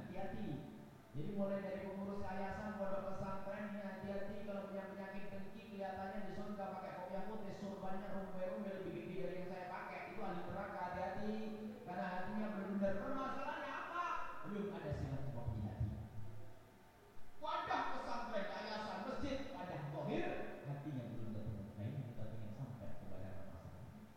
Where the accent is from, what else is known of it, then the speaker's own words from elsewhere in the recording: East Java, Indonesia; Sebab kami orang Jawa Timur.